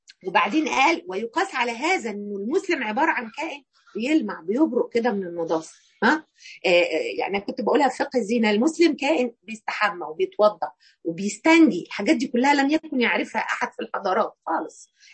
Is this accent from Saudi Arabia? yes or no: no; Egypt; في يمكن احنا مصريين يعني مقصرين في الحته دي شويه